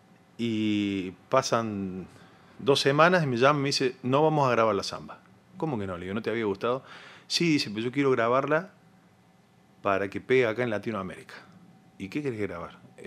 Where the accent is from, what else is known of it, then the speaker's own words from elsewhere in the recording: Córdoba, Argentina; mi papá es santiagueño y uh-huh. es como que me crié entre santiagueños, básicamente, en Córdoba